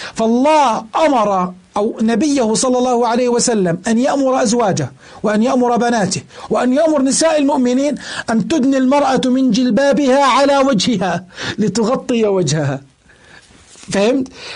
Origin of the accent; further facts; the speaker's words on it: Jordan; إذا كان أكثر من قطعة عندنا في الأردن